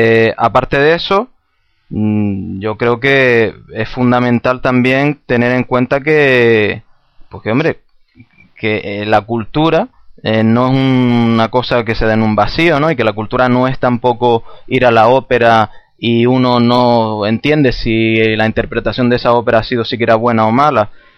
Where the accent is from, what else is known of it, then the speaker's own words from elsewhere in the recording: Canary Islands, Spain; nosotros, como canarios, como personas que somos, pues tenemos derecho a ser felices como cualquier otro pueblo.